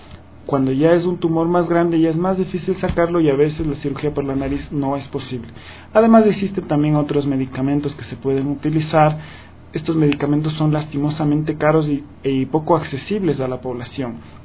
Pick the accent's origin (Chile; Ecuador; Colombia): Ecuador; moved away as an adult; also born or lived in Uruguay; Sí, yo soy ecuatoriano, nací en Ecuador, me formé y me gradué como médico general en Ecuador